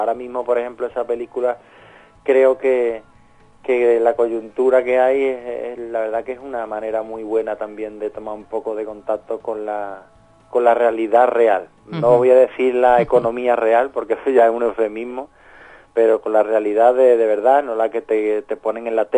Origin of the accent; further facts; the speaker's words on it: Andalusia, Spain; born there; somos andaluces, sin llegar al esperpento de lo andaluz, sino que somos andaluces y hemos nacido allí